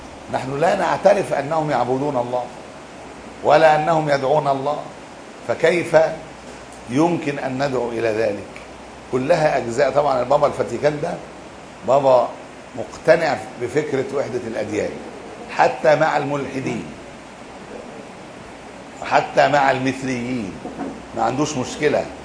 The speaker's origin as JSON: {"language": "Arabic", "country": "Egypt", "said": "احنا عندنا، انا ما شفتهاش عندنا في مصر"}